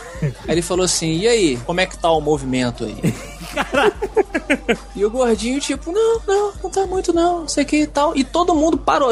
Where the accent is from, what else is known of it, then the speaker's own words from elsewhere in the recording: Brazil; Sou lá do Brasil.